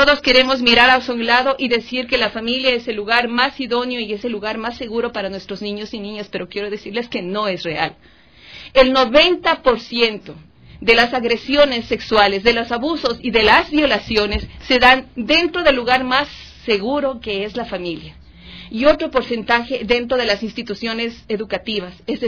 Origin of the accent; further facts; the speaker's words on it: Ecuador; nosotras como mujeres ecuatorianas nos jugamos y nuestra lucha es por la misma vida